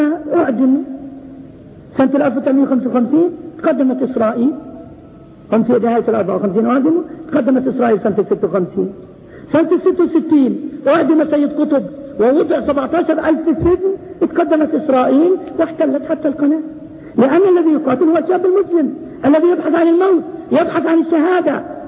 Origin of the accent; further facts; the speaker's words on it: Palestine; قريتنا قرية ذهب لها 38 ألف درهم في تصحيح الحدود. قرية واحدة من مرج بن عامر ضاعت فلسطين